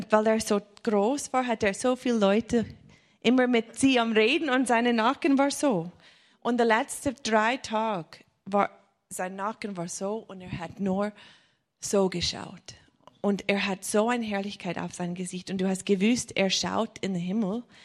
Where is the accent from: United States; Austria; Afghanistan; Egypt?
United States; accent: American; German is a second language; Ich komme ursprünglich aus den USA, darum habe ich ein komisches Akzent. Ich spreche nur dieses Deutsch, was ich jetzt spreche. Das ist nicht richtig Deutsch, aber es ist ein bisschen Amerikaner-Schweizer-Hochdeutsch.